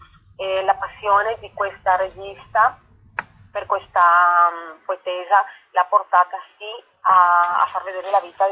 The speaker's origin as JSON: {"language": "Italian", "country": "Colombia", "said": "Dico noi donne latinoamericane perché io sono colombiana"}